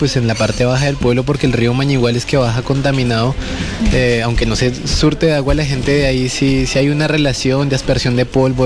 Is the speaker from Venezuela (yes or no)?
no; Colombia; now in Coyhaique, Chile; como migrante y como colombiano reconozco pasan en mi país